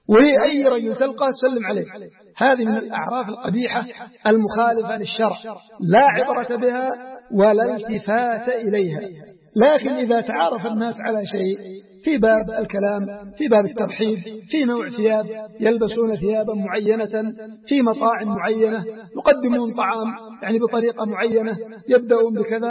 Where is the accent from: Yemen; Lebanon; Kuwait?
Yemen; بل هناك في بعض الأماكن عندنا في اليمن في بعض المديريات العرف مثل هذا